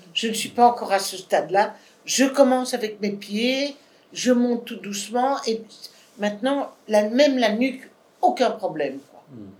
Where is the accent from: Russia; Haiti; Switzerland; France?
France; Hauts-de-France; Je suis du Nord.